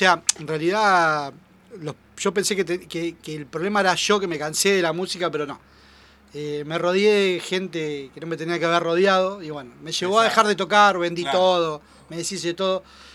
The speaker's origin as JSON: {"language": "Spanish", "town": "Moreno", "region": "Buenos Aires Province", "country": "Argentina", "said": "yo soy de Moreno."}